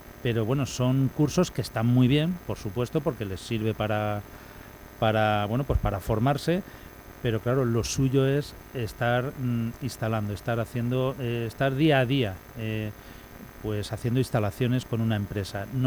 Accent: Elche, Valencian Community, Spain; Mira, tanto Demetrio como yo, los dos somos del barrio de Carrús. De hecho, íbamos juntos al colegio. Yo sigo viviendo en el mismo barrio, sigo viviendo en la misma zona en la que nací prácticamente.

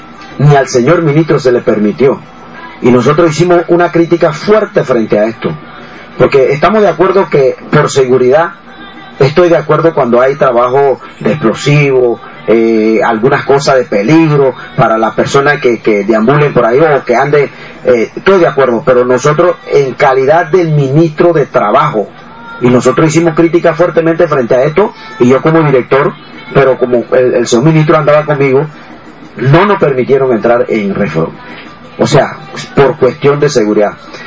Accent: Panama; nosotros como panameños

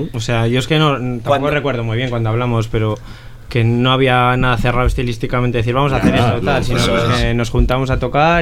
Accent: Logroño, La Rioja, Spain; somos del mismo barrio ahí de Logroño

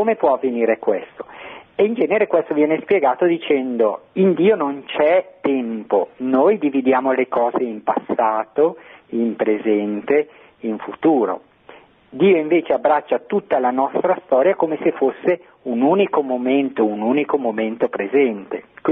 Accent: Bergamo, Lombardy, Italy; accent: Bergamo; sente il mio accento, anch'io sono di Bergamo, quindi è bello sentire il mio accento.

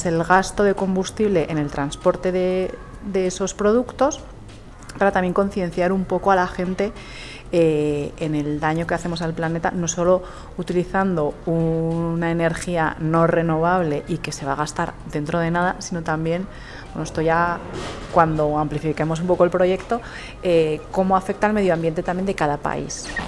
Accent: Navarre, Spain; También soy navarra, entonces pienso automáticamente pimiento del piquillo en Navarra.

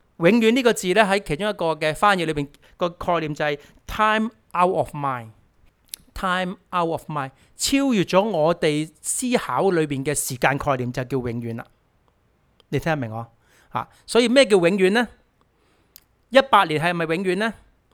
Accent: Hong Kong; 香港呢、即是我们，我是香港来的，有时很多例子都是香港经常都见到的。

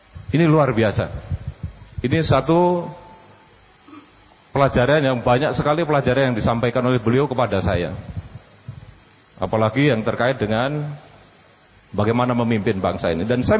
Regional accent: Java, Indonesia; Saya orang Jawa suruh ngomong Arab ya susah lah gini.

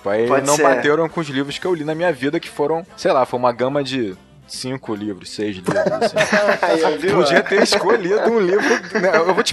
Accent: Rio de Janeiro, Brazil; Não, eu sou carioca, sou do Rio de Janeiro

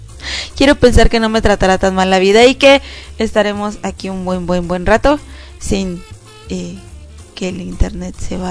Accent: Aguascalientes, Mexico; Y desde mi tierra hidrocálida estoy sufriendo.

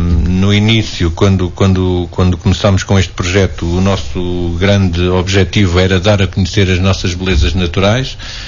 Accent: Portugal; como bons portugueses, vamos deixar tudo para quinta-feira

